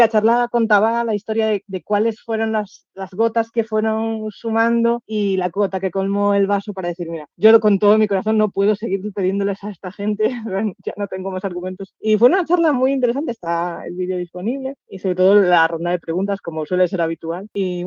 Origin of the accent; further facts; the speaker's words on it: Galicia, Spain; ¿Y qué voy a decir yo como gallega de que vengáis a Valide?